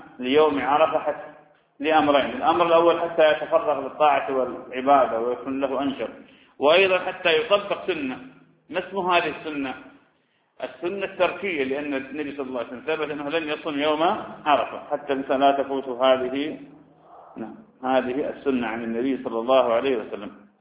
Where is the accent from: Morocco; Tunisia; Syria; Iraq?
Iraq; Ramadi, Anbar; وأنا أعرف شخص من أشخاص عندنا في الرمادي